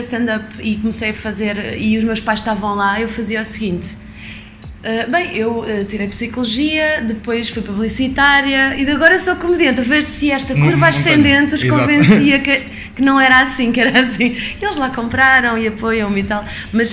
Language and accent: Portuguese; Portugal; sou portuguesa, esta noite vai ter piada de português e sotaque português